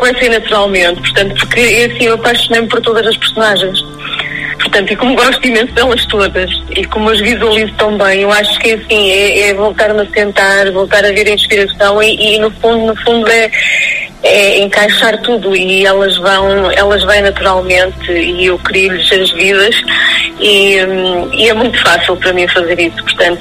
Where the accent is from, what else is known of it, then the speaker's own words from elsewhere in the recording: Chaves, Norte, Portugal; eu sou de Chaves, sou claudiense, portanto, vazio-me muito naquela zona transmontana